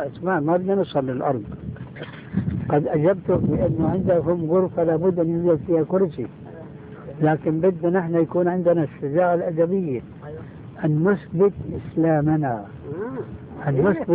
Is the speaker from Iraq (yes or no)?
no; Syria; لكن كما يقولون عندنا في الشام بده هز كتاب